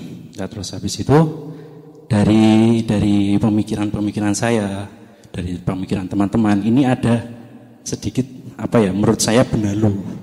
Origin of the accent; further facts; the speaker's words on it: Bantul, Special Region of Yogyakarta, Indonesia; now in Sleman, Indonesia; saya dari Bantul, tapi kebetulan domisili di Sleman.